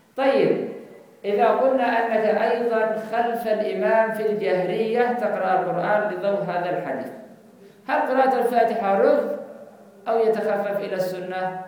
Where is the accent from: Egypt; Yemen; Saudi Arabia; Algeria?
Yemen; لا هذا عندنا في اليمن